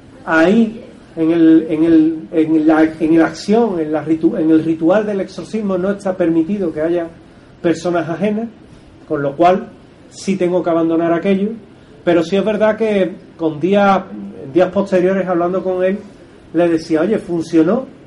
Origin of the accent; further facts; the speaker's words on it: New South Wales, Australia; accent: New South Wales; Mi acento es de Nueva Gales del Sur, para que os hagáis una idea, lo cual no quita que no lo entienda y no lo escriba perfectamente, pero mi acento es malo, soy muy del sur.